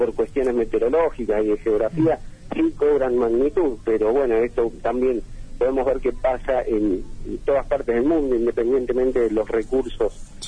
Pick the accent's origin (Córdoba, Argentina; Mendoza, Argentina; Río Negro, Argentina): Río Negro, Argentina; El Bolsón; En mi caso, nacido y criado acá en El Bolsón.